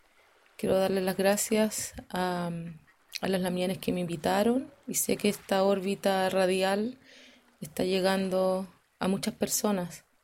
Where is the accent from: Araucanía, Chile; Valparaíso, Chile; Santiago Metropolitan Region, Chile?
Santiago Metropolitan Region, Chile; Santiago; born there; nací en Santiago, soy mapuche y champurria, porque mi mamá es una mezcladita del mundo popular, urbano, santiaguino.